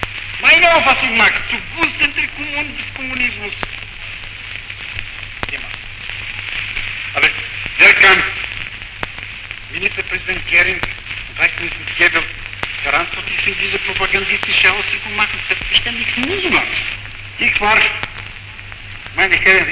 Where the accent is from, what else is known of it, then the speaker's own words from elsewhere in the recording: Bulgaria; German is a second language; Ich wusste intuitiv, war ich überzeugt, dass meine Heimat in Bulgarien niemand das glaubt.